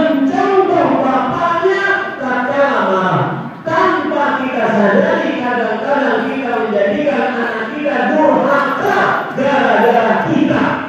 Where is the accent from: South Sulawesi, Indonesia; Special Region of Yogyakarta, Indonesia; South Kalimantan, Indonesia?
South Kalimantan, Indonesia; Banjarmasin; itu istilah Banjarmasin, kota saya